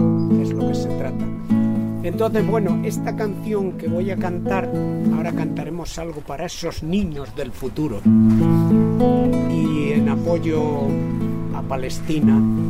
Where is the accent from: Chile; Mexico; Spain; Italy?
Spain; Castilla-La Mancha; Yo tengo una canción al Quijote de la Mancha, de mi tierra.